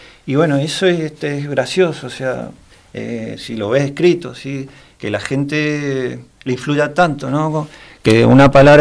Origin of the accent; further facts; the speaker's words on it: Neuquén, Argentina; born there; also born or lived in Mendoza; No, yo nací en Neuquén, pero.